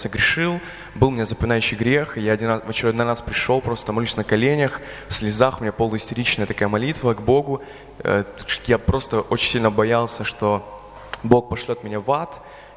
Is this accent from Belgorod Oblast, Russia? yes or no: yes; Belgorod, Belgorod Oblast, Russia; я вообще из Белгорода